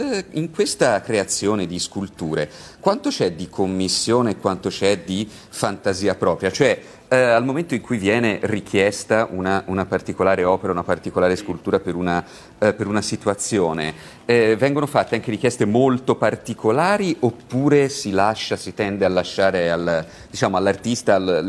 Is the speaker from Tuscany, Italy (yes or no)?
yes; Tuscany, Italy; io sono un pisano di campagna